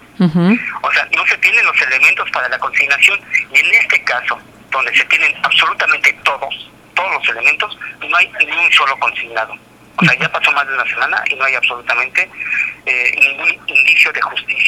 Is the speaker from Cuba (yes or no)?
no; Sonora, Mexico; no como sonorense, sino como ciudadano del país